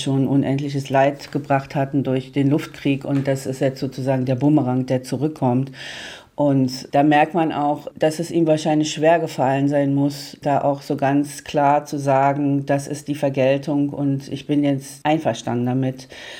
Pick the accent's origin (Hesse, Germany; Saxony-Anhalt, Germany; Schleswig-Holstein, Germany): Saxony-Anhalt, Germany; Magdeburg; Ich komme aus Magdeburg. Magdeburg, da ist die Innenstadt am 16. Januar 1945 vollkommen zerstört worden